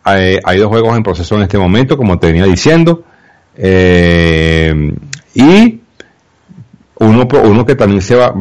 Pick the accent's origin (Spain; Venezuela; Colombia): Venezuela; muy para nosotros los venezolanos. Bueno, muy a mi pesar, pues, como en venezolano